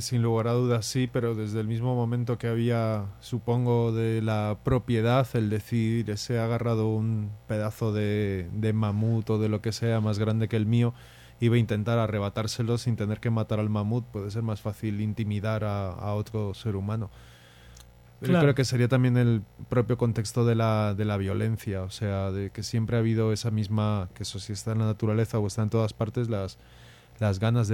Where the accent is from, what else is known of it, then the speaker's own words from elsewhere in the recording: Spain; yo la verdad, eso, soy español